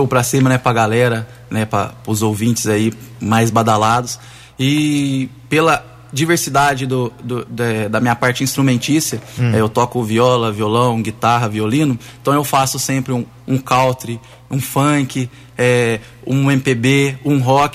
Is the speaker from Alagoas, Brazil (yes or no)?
no; Mococa, São Paulo, Brazil; Na minha terra, é um sonho mesmo.